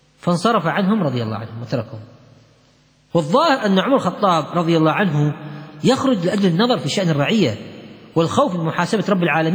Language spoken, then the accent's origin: Arabic; Kuwait; لا عيب عندنا في الكويت.